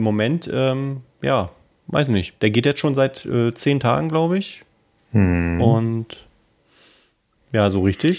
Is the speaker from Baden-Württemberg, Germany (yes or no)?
no; Berlin, Germany; das kennen wir ja als Berliner